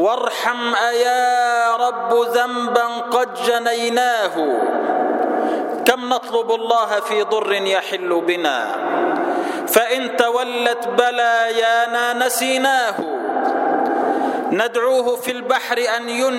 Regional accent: Egypt; وأسأله أن يحفظ بلدنا مصر وأن يجعلها أمنا أمانا سلما سلاما سخاء رخاء

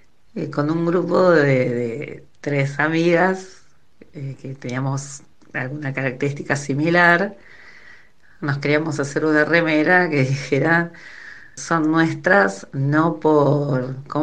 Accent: Buenos Aires, Argentina; soy del barrio de Caballito.

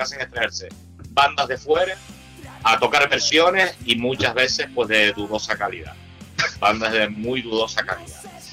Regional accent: Peñabaja, Spain; una parte que me afecta a mí, que es en mi pueblo, en Peñabaja

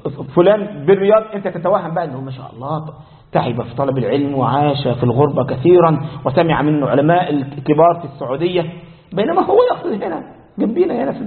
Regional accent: Egypt; ده مثل عندنا في مصر

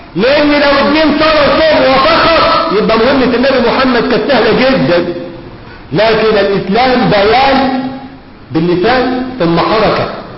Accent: Egypt; مش بقول كده عشان أنا مصري.

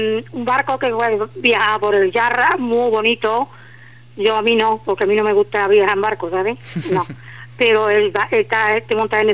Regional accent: Andalusia, Spain; mi inglés es un poquito especial, porque como andaluza que soy, yo me como las palabras.

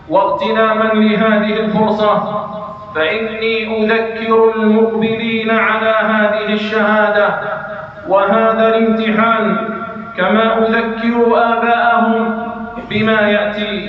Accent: Algeria; وضد بلدنا الجزائر خصوصاً

